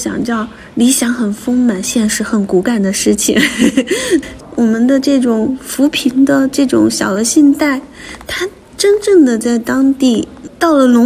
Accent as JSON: {"language": "Chinese", "town": "Beichuan", "region": "Sichuan", "country": "China", "tie": "born or raised there", "lives_now": "Beijing, China", "said": "我就开始带着我的学生去我老家北川支教。"}